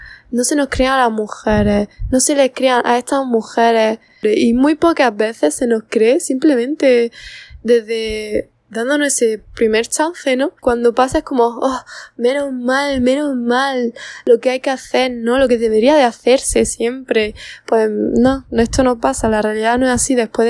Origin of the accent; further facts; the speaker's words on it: Andalusia, Spain; pongo a Andalucía de referencia porque soy de Andalucía